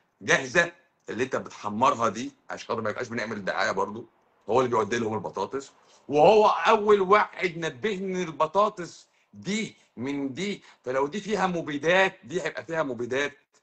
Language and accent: Arabic; Egypt; مشكلتي ان انا مصري